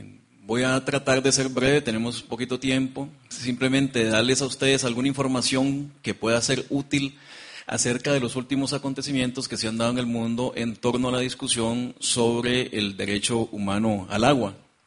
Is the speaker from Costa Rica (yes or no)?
yes; Costa Rica; hablo portugués, yo vengo de Costa Rica